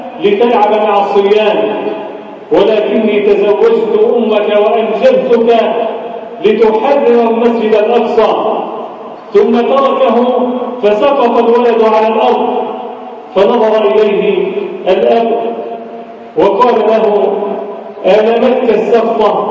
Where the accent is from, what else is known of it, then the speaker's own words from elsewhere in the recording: Egypt; اجعل بلدنا مصر أمنا أمانا، سخاء رخاء وسائر بلاد المسلمين.